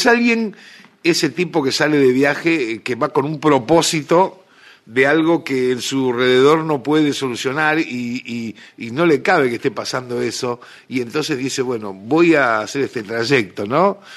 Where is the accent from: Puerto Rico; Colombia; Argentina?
Argentina; moved away; also born or lived in San Luis Potosí, Mexico; fue escrita cuando me fui de Argentina en el 78, fue escrita en el 79, en una casa de estudiantes en el Bajío de México, en San Luis Potosí.